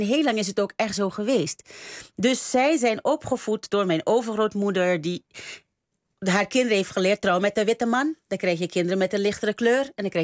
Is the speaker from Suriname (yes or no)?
yes; Suriname; we worden opgevoed, ik kom uit Suriname, en we worden opgevoed, doe maar normaal.